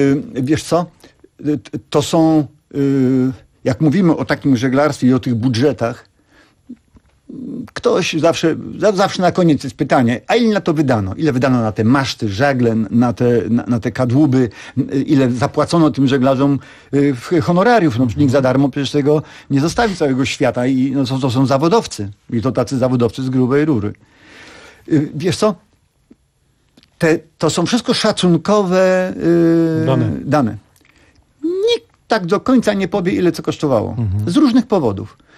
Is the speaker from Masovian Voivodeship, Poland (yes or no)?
yes; Warsaw, Masovian Voivodeship, Poland; Tak, ja się urodziłem w Warszawie. Urodziłem się w Warszawie